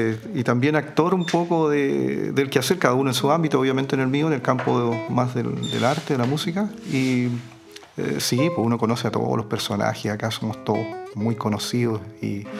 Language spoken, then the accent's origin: Spanish; Angol, Araucanía, Chile; Nací acá en Angol.